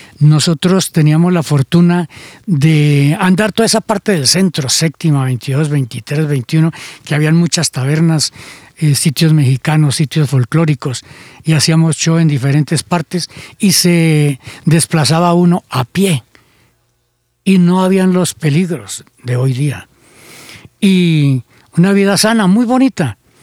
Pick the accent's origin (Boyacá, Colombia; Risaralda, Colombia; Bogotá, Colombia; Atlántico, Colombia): Boyacá, Colombia; Chiquinquirá; los primeros amores fueron en mi pueblo, en Chiquinquirá